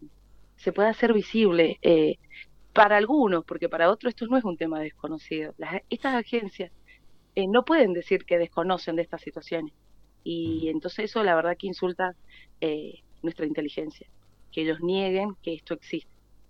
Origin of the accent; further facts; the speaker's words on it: Mendoza, Argentina; Yo soy del Este.